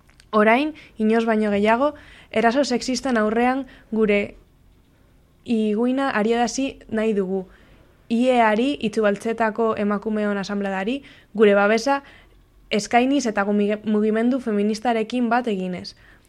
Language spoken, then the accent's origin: Spanish; Cantabria, Spain; accent: Cantabrian; perdonadme por mi triste acento de tierras cántabras, pero intentaré que lo entendáis.